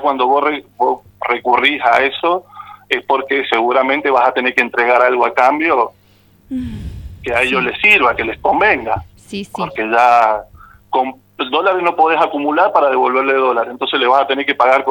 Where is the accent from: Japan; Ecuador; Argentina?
Argentina; A mí me preocupa mucho perder hoy día Vaca Muerta, por ejemplo, como argentino.